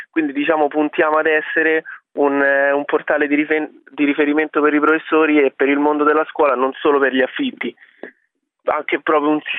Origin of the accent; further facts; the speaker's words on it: Rome, Lazio, Italy; io sono un ragazzo di 21 anni, vengo da Roma